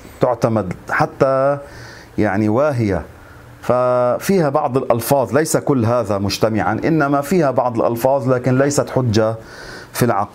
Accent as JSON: {"language": "Arabic", "country": "Lebanon", "said": "يعني عندنا في لبنان بيقولوا شعر بخشي لأنه وحده"}